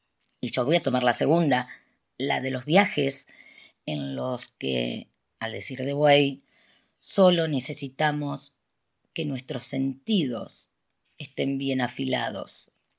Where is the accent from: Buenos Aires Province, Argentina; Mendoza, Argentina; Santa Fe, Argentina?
Santa Fe, Argentina; Rosario; de Rosario, Argentina.